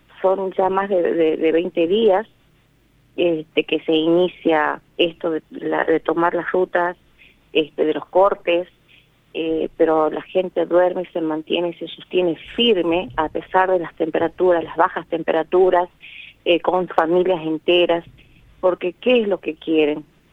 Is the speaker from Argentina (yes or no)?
yes; La Quiaca, Jujuy, Argentina; nosotros allá en el norte, nosotros somos específicamente de La Quiaca, y bueno, ahí tenemos una temperatura que tenemos hasta 14 grados bajo cero, llegamos hasta 17 grados bajo cero